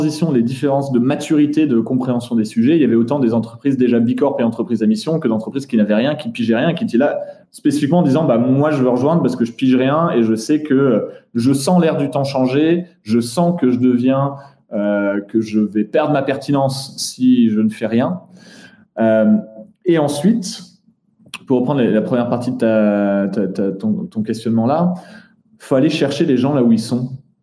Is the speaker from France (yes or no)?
no; Netherlands; Moi, j'ai grandi aux Pays-Bas.